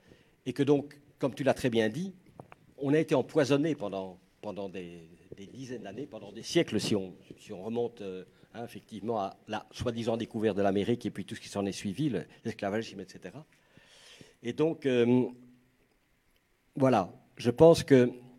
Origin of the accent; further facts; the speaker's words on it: Belgium; Et chez nous, en Belgique